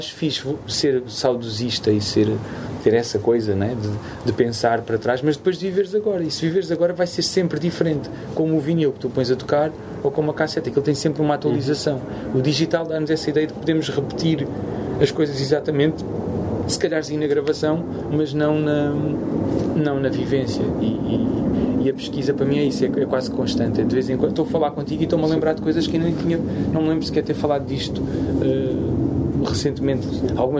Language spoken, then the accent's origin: Portuguese; Angola; now in Portugal; Eu venho de Angola, tipo, tu não bate.